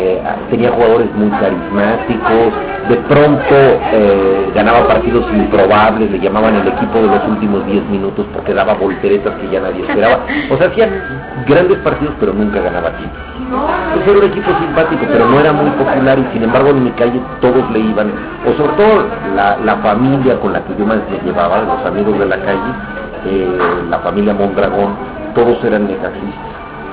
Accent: Mexico City, Mexico; No, yo viví en Mixcoac, yo soy del barrio de Mixcoac

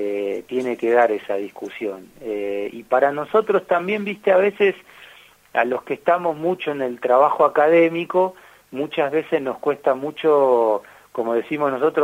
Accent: Argentina; como actores políticos y como argentinos

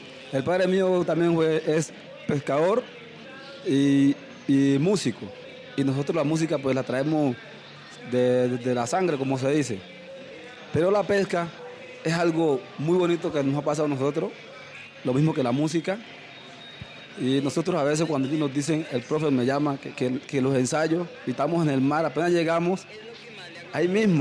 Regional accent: El Valle, Chocó, Colombia; Nosotros somos del corregimiento del Valle.

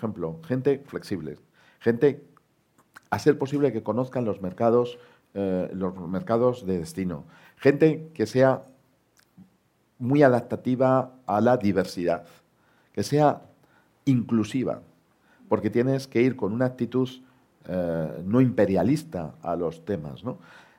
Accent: Spain; pues un porcentaje altísimo, pues somos españoles que estamos en la sede corporativa de nuestra corporación

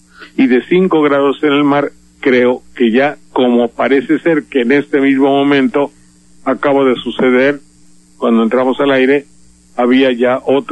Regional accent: Mexico; las gentes de mi pueblo, de por acá, de México en general

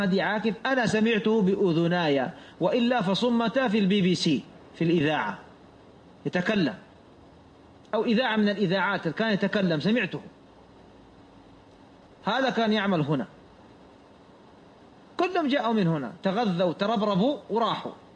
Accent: Saudi Arabia; والتبليغ عندنا في السعودية

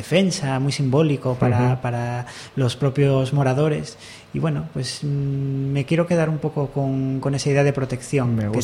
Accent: Asturias, Spain; a mí me gusta mucho el texu, como buen asturiano.

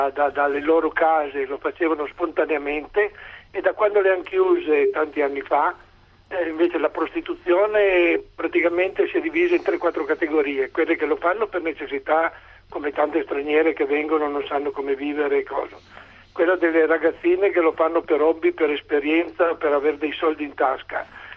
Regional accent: Turin, Piedmont, Italy; io sono di Torino

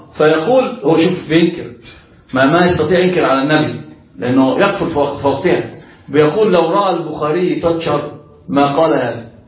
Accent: Alexandria, Alexandria Governorate, Egypt; احنا عندنا في اسكندرية كده أنا أصلا من الكلم

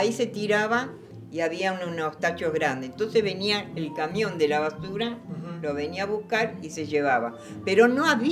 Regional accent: Buenos Aires, Argentina; Nací en Palermo, en el Hospital Rivadavia.

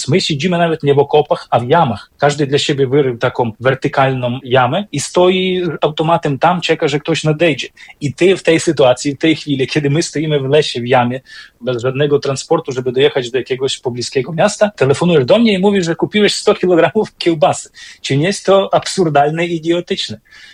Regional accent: Beskid Niski, Poland; pochodzę z takiego górskiego kraju, można powiedzieć z Beskidu Niskiego, gdzie są bardzo mocne takie domowe, religijne i kulinarne, co ważne, tradycje związane z Wielkanocą

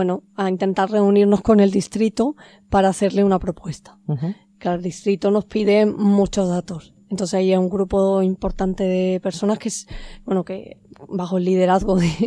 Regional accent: Andalusia, Spain; accent: Andalusian; Sí, yo vengo de un pueblo de Jaén.

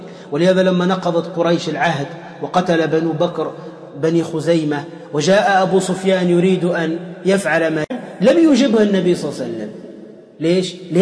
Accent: Tunisia; أضرب لكم مثال عندنا في تونس أيضا

